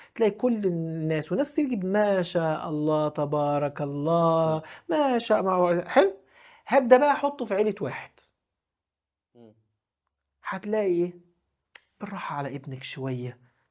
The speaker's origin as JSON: {"language": "Arabic", "country": "Egypt", "said": "واحنا بقى مصريين يعدوا من جنبه"}